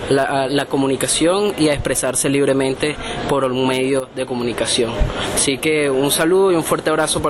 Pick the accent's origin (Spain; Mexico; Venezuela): Venezuela; soy de Venezuela, estoy aquí compartiendo con unos paisanos de ustedes en Canaima